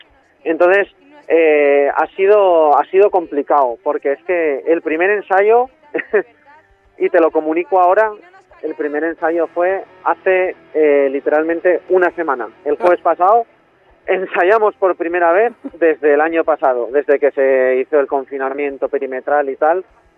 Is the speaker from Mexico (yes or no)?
no; Tudela, Navarre, Spain; yo soy de Tudela, de Navarra, y el resto del grupo son de la provincia de Zaragoza.